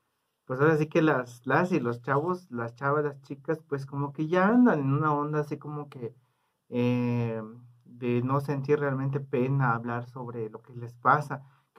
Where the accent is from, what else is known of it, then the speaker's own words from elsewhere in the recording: Huistán, Chiapas, Mexico; soy del municipio de Huistán, Chiapas.